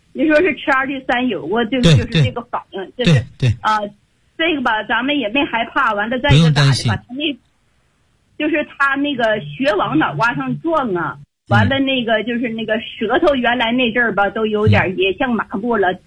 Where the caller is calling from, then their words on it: Beijing, China; 我是北京的学员，我今年72岁了。